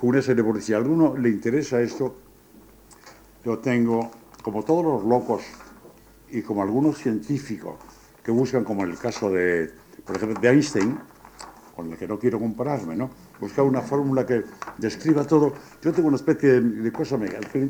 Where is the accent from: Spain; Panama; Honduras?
Spain; ¿Cómo somos los españoles? Pues bajitos y morenos.